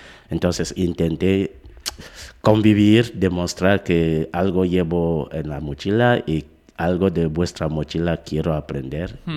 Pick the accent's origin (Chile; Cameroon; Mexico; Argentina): Cameroon; now in Navarra, Spain; yo considero Camerún como el punto del planeta donde yo nací, donde tengo los padres, los amigos de la infancia y la otra parte de la familia. Pero considerándome como ciudadano del mundo, yo digo, estando en Navarra